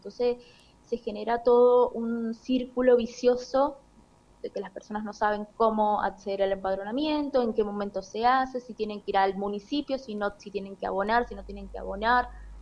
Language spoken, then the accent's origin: Spanish; Argentina; nosotros, que somos argentinos